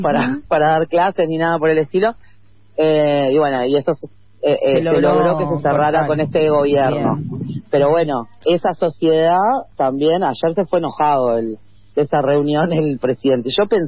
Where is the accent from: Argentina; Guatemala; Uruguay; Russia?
Uruguay; en un país que somos 3 millones, o sea, somos un barrio de San Pablo